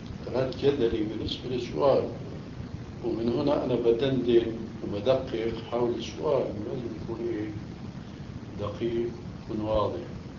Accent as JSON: {"language": "Arabic", "town": "Damascus", "region": "Damascus Governorate", "country": "Syria", "tie": "born or raised there", "moved": "as an adult", "said": "فالشاهد هو هاجر بنا إلى دمشق، أما أنا هاجرت من دمشق بنفسي إلى هناك."}